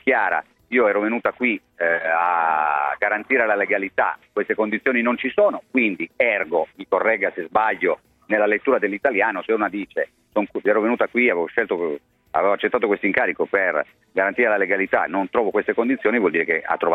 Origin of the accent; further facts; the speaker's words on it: Turin, Piedmont, Italy; da torinese che ha vissuto direttamente che cosa hanno significato le Olimpiadi per Torino